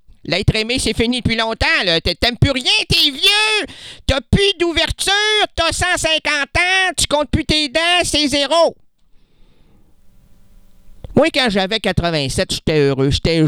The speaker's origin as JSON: {"language": "French", "region": "Quebec", "country": "Canada", "said": "Tu sais, moi au moins, je suis québécois. Je suis content d'être québécois"}